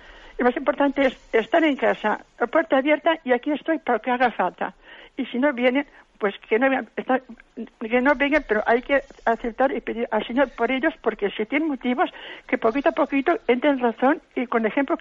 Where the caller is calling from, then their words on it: Valencia, Valencian Community, Spain; de Valencia.